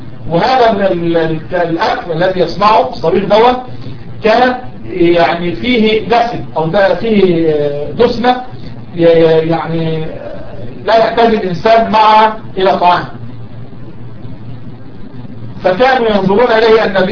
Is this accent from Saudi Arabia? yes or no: no; Egypt; كان يلد يعني باللغة العامية عندنا في مصر بيلد